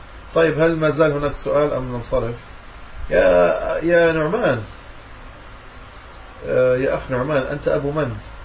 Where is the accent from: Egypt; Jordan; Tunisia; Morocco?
Morocco; يعني أنا من المغرب، من المغرب الأقصى